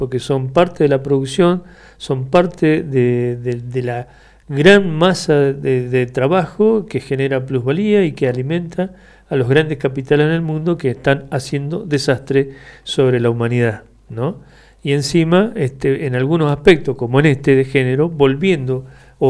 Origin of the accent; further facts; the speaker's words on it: Mendoza, Argentina; En la realidad nuestra, como mendocinos y mendocinas, con todas estas situaciones trágicas